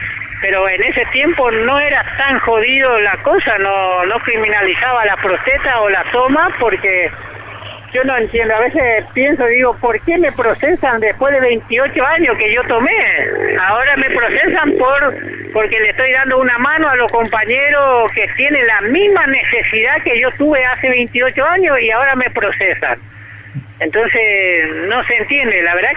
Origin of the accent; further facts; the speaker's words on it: Paraguay; Yo vengo de Paraguay